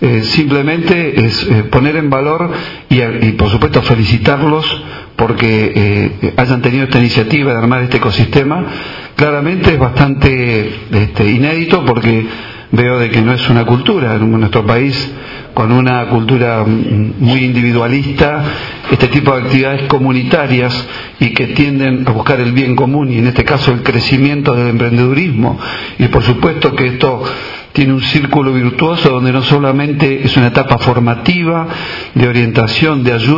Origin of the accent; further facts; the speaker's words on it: Argentina; como argentinos todos estamos padeciendo en cuanto a la falta de empleo